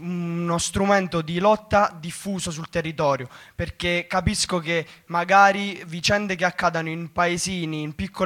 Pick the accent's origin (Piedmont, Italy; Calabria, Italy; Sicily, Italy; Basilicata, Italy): Basilicata, Italy; Potenza; io vengo da Potenza